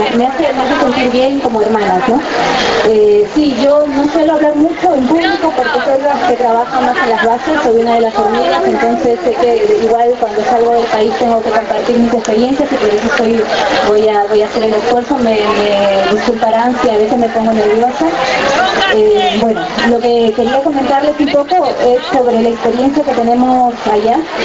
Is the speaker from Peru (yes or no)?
yes; Lima, Peru; born there; yo vengo pues, de Perú, nací en Lima, pero de padres.